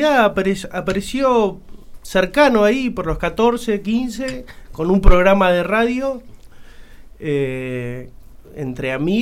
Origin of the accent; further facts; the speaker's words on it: Santa Rosa, La Pampa, Argentina; Yo nací acá en Santa Rosa.